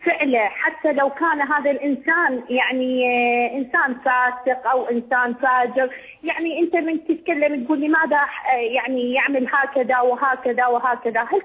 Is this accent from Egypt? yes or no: no; Iraq; عندي سؤال، أنا من العراق سؤالين